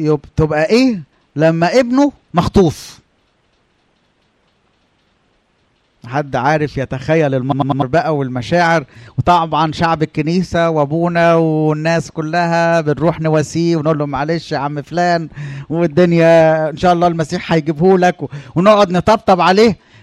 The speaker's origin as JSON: {"language": "Arabic", "region": "Upper Egypt", "country": "Egypt", "said": "عندنا في الصعيد انا لما قلت المثل ده الناس عملوا لي ايه؟ على طول."}